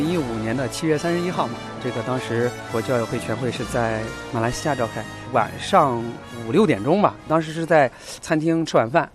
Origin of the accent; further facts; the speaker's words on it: China; 只有我是来自中国的